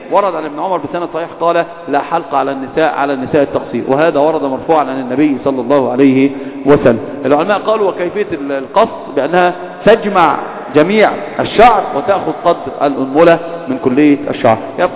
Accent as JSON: {"language": "Arabic", "region": "Upper Egypt", "country": "Egypt", "said": "هتعامل معك كصعيدي مع الصعيدة"}